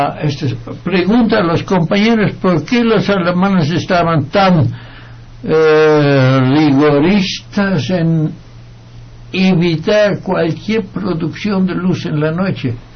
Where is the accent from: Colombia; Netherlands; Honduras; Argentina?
Netherlands; Trasladémonos a la Segunda Guerra Mundial en Holanda, mi tierra.